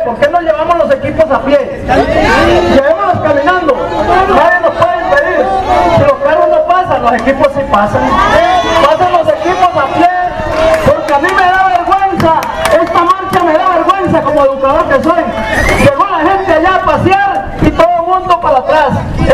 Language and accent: Spanish; Punta Arenas, Magallanes, Chile; Yo soy de Punta Arenas.